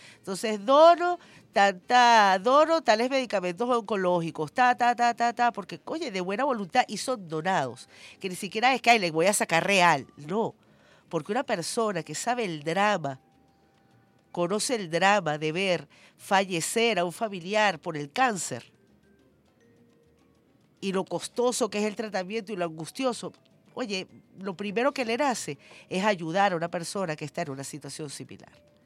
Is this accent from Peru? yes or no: no; Venezuela; Porque así somos los venezolanos de generosos.